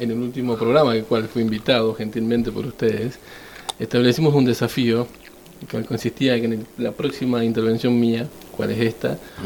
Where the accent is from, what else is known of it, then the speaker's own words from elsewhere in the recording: Santa Fe, Argentina; Yo soy muy santafesino